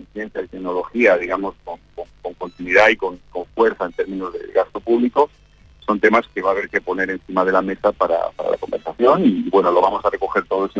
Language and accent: Spanish; Galicia, Spain; now in Uruguay; es un país maravilloso para vivir, y donde yo como gallego encuentro muchísimas cosas en común, ¿no?, con lo que es mi vida, mi familia y mi origen.